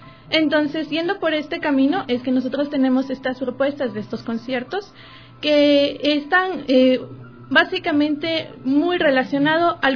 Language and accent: Spanish; Ecuador; nosotros como talentos ecuatorianos tenemos la obligación y el compromiso con nuestra sociedad